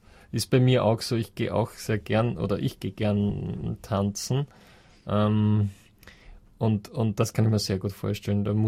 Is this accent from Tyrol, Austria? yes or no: no; Vienna, Austria; Ich bin aus Wien.